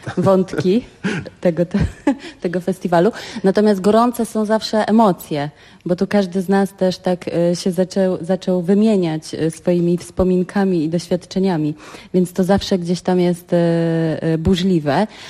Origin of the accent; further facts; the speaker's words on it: Pomeranian Voivodeship, Poland; Ja jestem z Trójmiasta